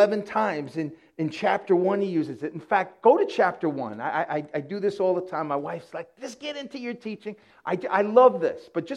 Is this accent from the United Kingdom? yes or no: no; Yonkers, New York, United States; I'm homegrown. I'm a homeboy. I'm from Yonkers, New York. Grew up here, went to school here, met my wife here.